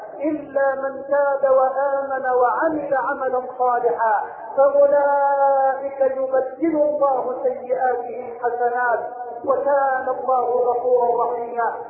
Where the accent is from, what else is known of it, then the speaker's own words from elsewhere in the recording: Egypt; اللهم اجعل بلدنا مصر واحة للامن والامان